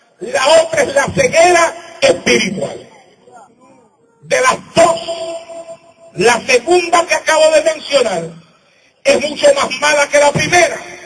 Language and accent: Spanish; Santa Isabel, Puerto Rico; Él se iba a cierto punto de mi pueblo, en Santa Isabel, Puerto Rico, la plaza pública, y desde ahí él corría hasta la playa de Santa Isabel